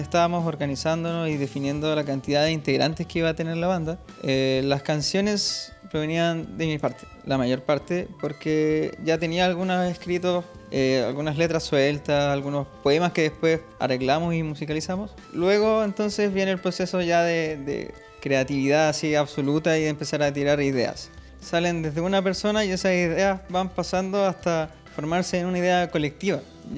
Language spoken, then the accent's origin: Spanish; Andacollo, Coquimbo, Chile; En el lugar de donde vengo, que es de Andacollo, las cañas son utilizadas para hacer los flautones chinos.